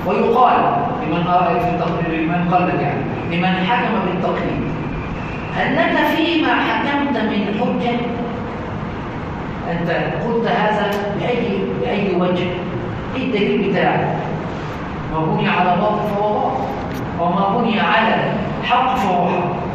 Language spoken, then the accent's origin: Arabic; Egypt; عندنا في مصر يقولون علقها في رقبة عالي مطلع سالم